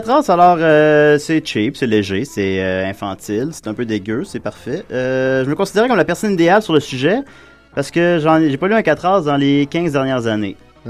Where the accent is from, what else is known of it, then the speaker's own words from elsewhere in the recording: Quebec, Canada; Je viens de la Rive-Sud de Québec et j'étais un fervent amateur du festival de bande dessinée